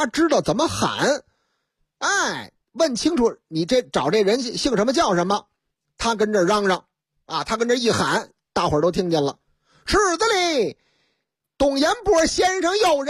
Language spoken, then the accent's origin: Chinese; Northeast China, China; 可不就是我老家的事儿吗？东北嘛，东北人就好泡个澡。